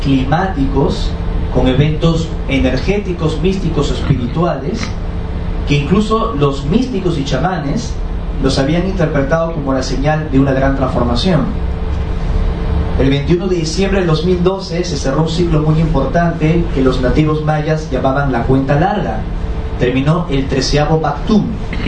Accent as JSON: {"language": "Spanish", "region": "Lima", "country": "Peru", "tie": "born there", "said": "Yo nací en Lima, en Perú, que es una sociedad muy conservadora. Estudié en los Hermanos Maristas. Es un colegio católico, apostólico, ortodoxo, cuadriculado, simétrico y romano."}